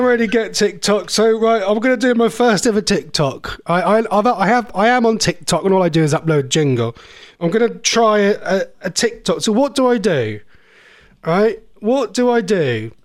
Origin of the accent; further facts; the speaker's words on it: Norwich, East of England, United Kingdom; from Norwich.